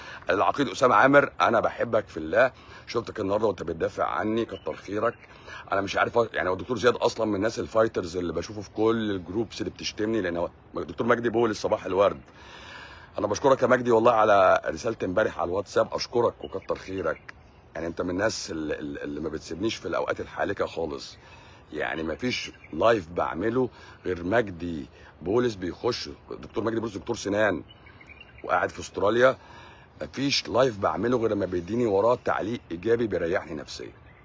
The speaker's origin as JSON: {"language": "Arabic", "country": "Egypt", "said": "اللي عندنا في مصر"}